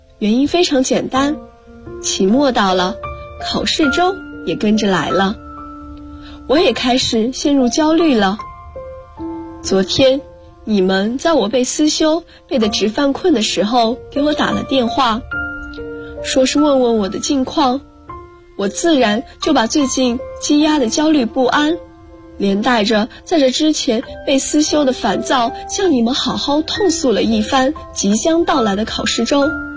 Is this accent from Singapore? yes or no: no; Guangzhou, Guangdong, China; 来自广州，我在南京大学，距离我的家乡1300公里。